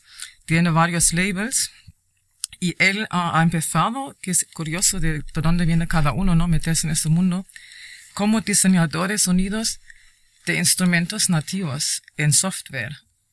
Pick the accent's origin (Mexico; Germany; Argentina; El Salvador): Germany; Spanish is a second language; ya voy a ir a mi tierra, a mi tierra natal. Alemania, por supuesto, es una gran referente a la música electrónica